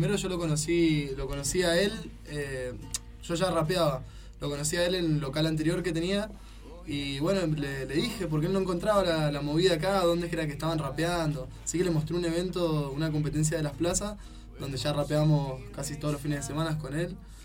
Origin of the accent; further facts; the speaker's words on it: Chubut, Argentina; Yo vengo de Chubut, sí.